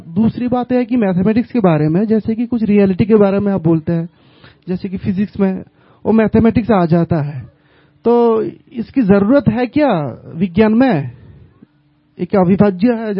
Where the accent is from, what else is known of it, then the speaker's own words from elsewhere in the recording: West Bengal, India; Hindi is a second language; मैं हिंदी भाषी नहीं हूं, मैं बांग्ला से हूं, मतलब वेस्ट बंगाल से